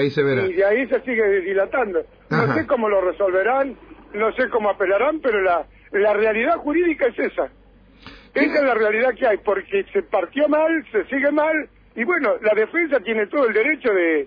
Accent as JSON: {"language": "Spanish", "region": "Buenos Aires", "country": "Argentina", "lives_now": "General Villegas, Argentina", "said": "No, yo soy de Buenos Aires, hace 35 años que estoy en Villegas."}